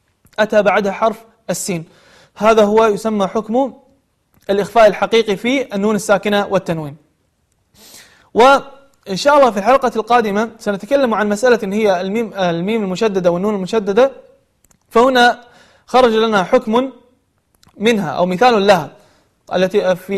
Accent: Kuwait; خاصة عندنا في الكويت يعني يقلبون القاف إلى غين والغين إلى قاف

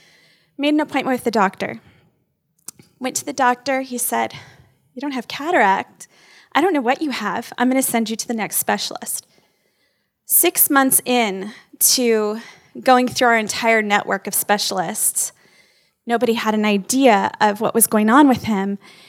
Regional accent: California, United States; He is, we came from California, I'm sorry. But we didn't bring any bad habits, I promise. I don't even honk my horn ever because I never did that in California either

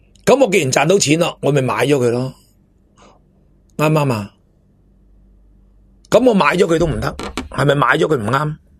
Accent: Hong Kong; 成日笑大陆如何如何，我哋香港人都做紧鸵鸟。

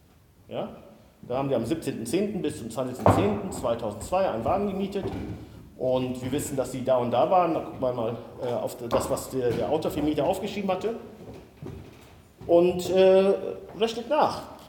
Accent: Siegen, North Rhine-Westphalia, Germany; meine Heimatstadt Siegen

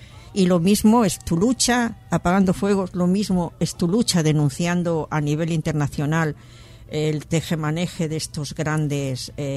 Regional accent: Spain; somos, el español es muy individualista y se mira mucho el ombligo

